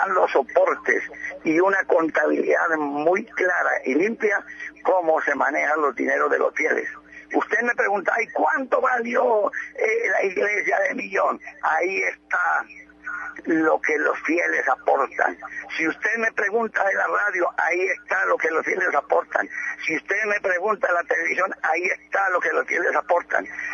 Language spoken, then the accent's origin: Spanish; Colombia; Ningún impedimento tenemos porque somos ciudadanos colombianos.